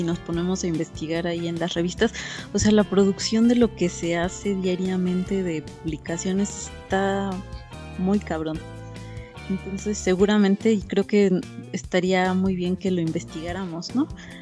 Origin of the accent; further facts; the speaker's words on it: Mexico; como mexicanos